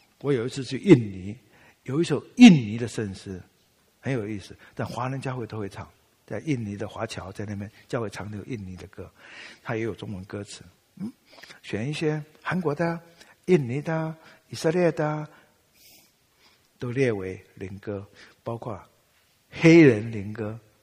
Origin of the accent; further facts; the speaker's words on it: Taiwan; 我们台湾话有一句话哈